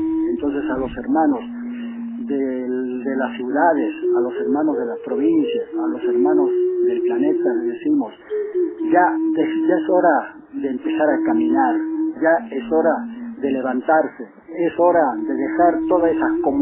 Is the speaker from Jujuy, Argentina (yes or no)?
yes; Azulpampa, Jujuy, Argentina; first language Quechua; aborigen de Pampa Ancas, castellanizado Azulpampa, pueblo Omahuaca. Somos de la cultura andina, nuestra lengua materna es el runasí, mal llamado quechua.